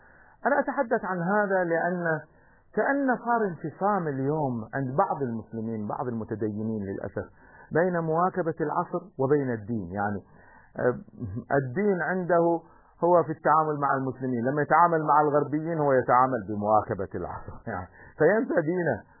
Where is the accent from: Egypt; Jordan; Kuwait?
Kuwait; نحن عندنا في الكويت مثلا اليوم هناك شركات